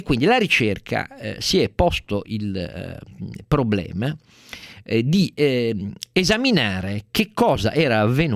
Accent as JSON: {"language": "Italian", "town": "Turin", "region": "Piedmont", "country": "Italy", "said": "io sono torinese quindi sono viziato a un pregiudizio forse favorevole"}